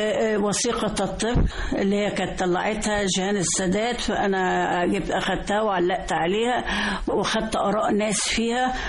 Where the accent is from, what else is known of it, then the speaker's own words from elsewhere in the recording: Egypt; ده احنا كلنا مصريين